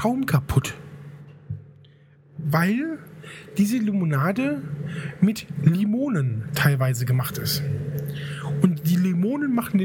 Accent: Rhineland, Germany; Also ich bin Rheinländer. Ich bin ein Rheinländer, Junge.

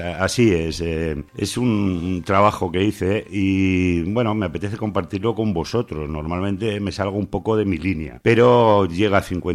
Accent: Spain; born there; siento vergüenza ajena cómo te han tratado en este país donde yo nací

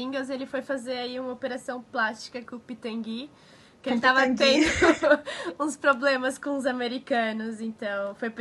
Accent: Portugal; moved away; depois que eu saí de Portugal

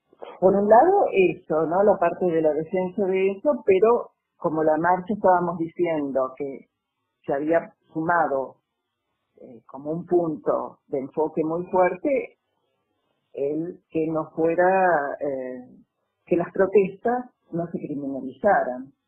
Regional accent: Córdoba, Argentina; also born or lived in La Plata; yo soy cordobesa, pero viví 30 años acá, viviendo, trabajando, estudiando, y después fui a seguir viviendo más de 30 años en La Plata, y hace 2 años y medio que he venido otra vez a la provincia de Córdoba, y el lugar que he elegido para vivir es este, es Agua de Oro.

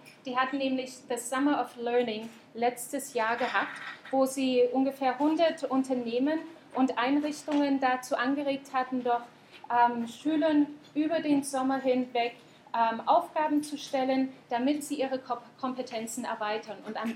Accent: Saxony, Germany; now in New Zealand; normalerweise komme ich zwar aus Sachsen, aber ich bin dann nach Neuseeland gezogen

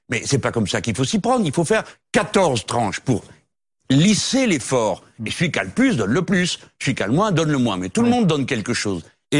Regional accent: France; Bon, nous sommes Français, nous partageons les malheurs et les bonheurs de notre pays.

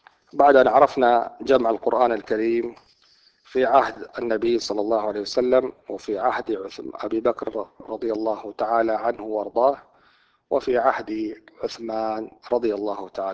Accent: Saudi Arabia; عندنا في المملكة العربية السعودية ودول شرق آسيا ومصر والعراق

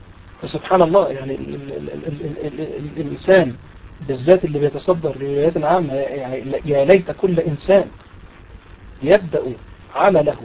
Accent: Egypt; دي من الأمثلة المشهورة عندنا في مصر

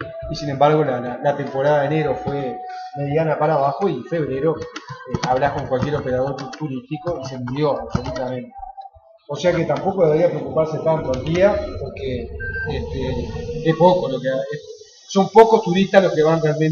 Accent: Uruguay; y porque somos uruguayos como cualquiera

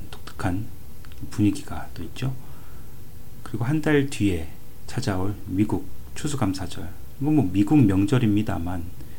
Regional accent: South Korea; now in Canada; 아무래도 한국 사람으로서 또 이제 추석이 갖는 그 특별한 의미가 있으니까요.

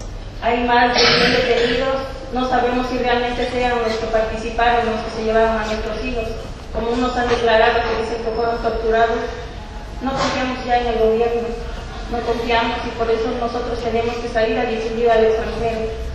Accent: Mexico; Nosotros como mexicanos y como padres que tenemos hijos desaparecidos

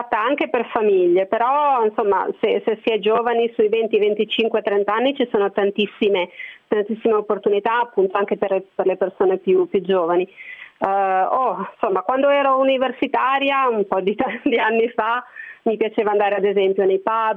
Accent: Genoa, Liguria, Italy; Io sono di Genova, quindi è una città abbastanza grande, insomma anche relativamente caotica.

